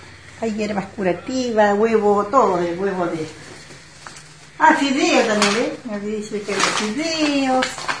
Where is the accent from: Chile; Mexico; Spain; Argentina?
Argentina; Mallín Alto, Río Negro; yo también soy de Mallín Alto